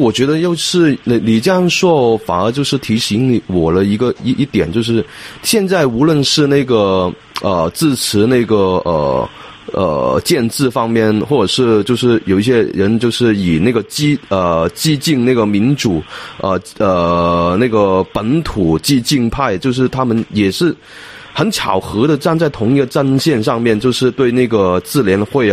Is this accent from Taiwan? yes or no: no; Hong Kong; 就觉得香港我们香港人应该集中在那个精力在香港的运动上面